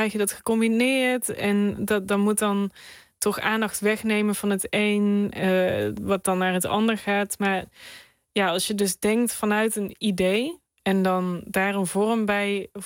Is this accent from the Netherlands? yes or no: yes; North Brabant, Netherlands; ik ben een Brabander in hart en nieren. En ja, sinds kort ook Belg, sinds een jaar.